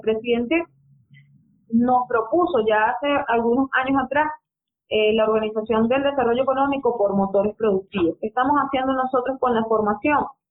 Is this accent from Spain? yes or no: no; Venezuela; ¿Qué tenemos nosotros que entender como venezolanos?